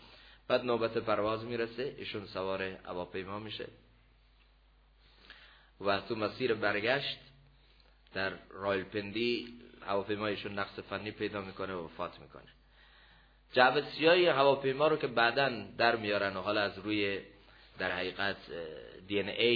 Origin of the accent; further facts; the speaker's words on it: Iran; گفتم من از ایران هستم.